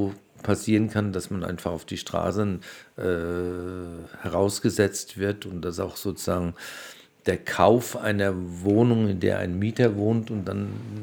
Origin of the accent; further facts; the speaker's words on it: Frankfurt, Hesse, Germany; Oder freue mich als Frankfurter auch, dass es so attraktiv ist, anscheinend nach Frankfurt zu kommen.